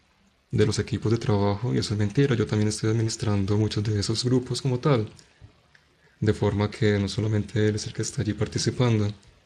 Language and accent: Spanish; Manizales, Caldas, Colombia; Yo soy de Manizales, Colombia